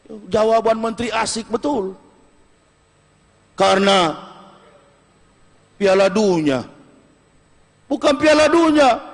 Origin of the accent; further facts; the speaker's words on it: Manado, North Sulawesi, Indonesia; Saya orang Sulawesi, orang Manado.